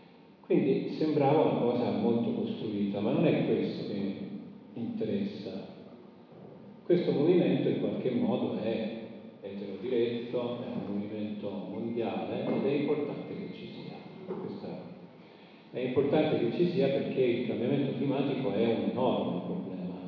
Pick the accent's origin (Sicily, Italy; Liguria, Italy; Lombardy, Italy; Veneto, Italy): Sicily, Italy; Comiso; sono originario della Sicilia, di Comiso, provincia di Ragusa.